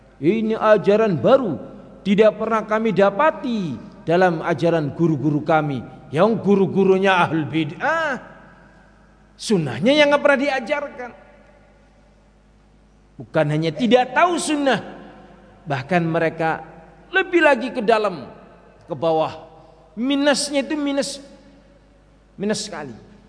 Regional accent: Java, Indonesia; orangnya orang Jawa ya, seperti kita orang Jawa Pak.

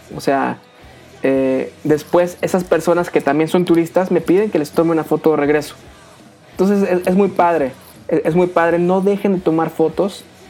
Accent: Mexico; como buen mexicano, pues guardo mi reflex, saco mi celular

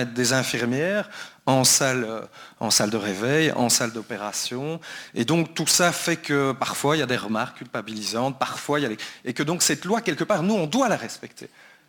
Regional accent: Brussels, Brussels-Capital Region, Belgium; Je viens de Bruxelles aussi.

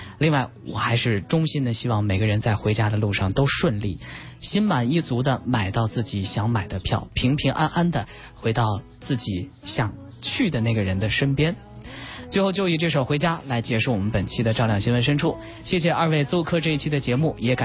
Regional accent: Lanzhou, Gansu, China; 我是出生在甘肃兰州，兰州是一个移民的城市，我的父亲和母亲他们都是从河南和河北国支援大西北建设移到那边去的。就从小对于我来说，那个地方就是我的家

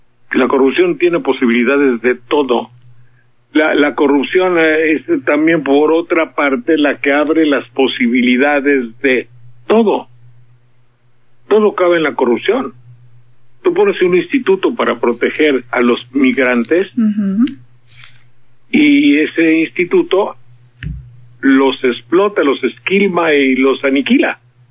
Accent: Mexico; Ahí estoy, señor, soy mexicano, mi tierra es Bravía

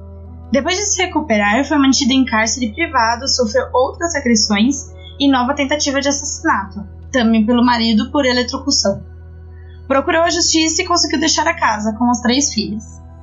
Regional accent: São Paulo, Brazil; Sou de São Paulo, da Zona Leste, e filha única

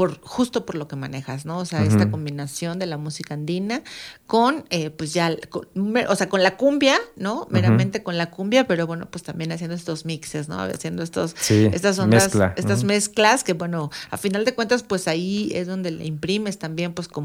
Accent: Mexico City, Mexico; yo soy chilanga, ¿no? Nada más que ya tengo algunos años viviendo acá en esta parte del Estado de México, aquí en las faldas del Iztaccíhuatl y el Popocatépetl.

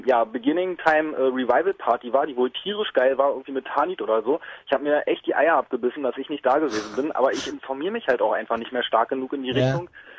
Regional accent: West Berlin, Berlin, Germany; ich habe meine als Westberliner ja auch irgendwo meine Geburtsstadt mit der Wiedervereinigung verloren.

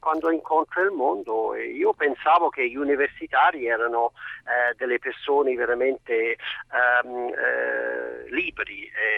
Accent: Ireland; i miei sono tutti analfabeti in Irlanda. Purtroppo sono dell'Irlanda

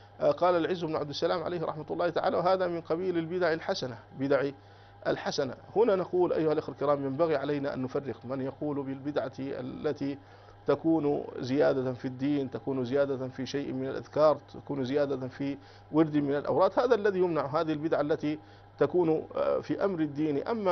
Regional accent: Sudan; يعني يستلمه عندنا في السودان

